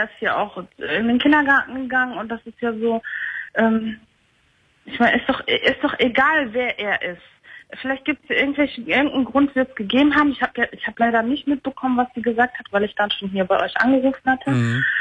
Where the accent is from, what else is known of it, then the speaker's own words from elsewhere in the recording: Turkey; Ja, ich bin Türkin.